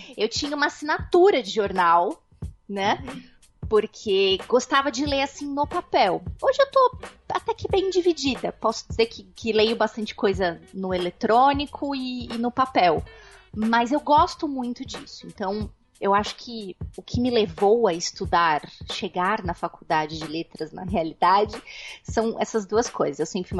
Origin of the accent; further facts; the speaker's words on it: São Paulo, Brazil; E eu só moro há quase um ano, ainda vou fazer um ano, daqui a um mês. Quase um ano no interior de São Paulo, mas eu sou nascida e criada aí em São Paulo.